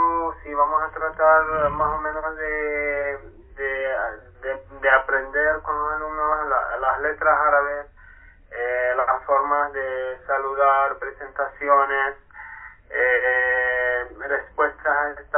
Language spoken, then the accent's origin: Spanish; Palestine; Spanish is a second language; now in Chile; vengo de Palestina y yo estudié medicina en Cuba. Por eso tengo mi español, no llevo mucho tiempo aquí en Chile, llevo apenas 4 meses nada más.